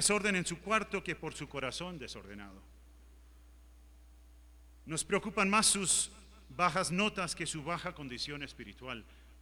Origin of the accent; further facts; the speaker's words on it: Uruguay; Yo soy uruguayo, me crié en el Uruguay, también de padres norteamericanos.